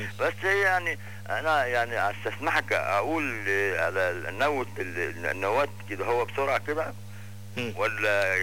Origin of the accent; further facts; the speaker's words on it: Upper Egypt, Egypt; انا معلش احنا من الصعيد هم اللي بينكتوا على نفسهم